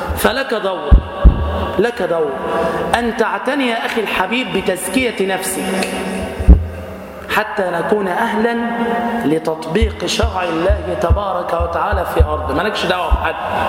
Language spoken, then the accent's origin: Arabic; Damietta, Damietta Governorate, Egypt; يعني مثلا عندنا في دمياط ما شاء الله أكابر